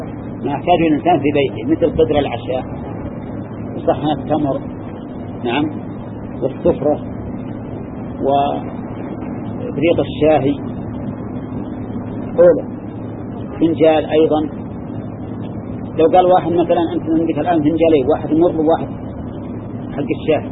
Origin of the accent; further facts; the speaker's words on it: Al-Qassim, Saudi Arabia; أقل من هذا الصاع الموجود عندنا في القصيم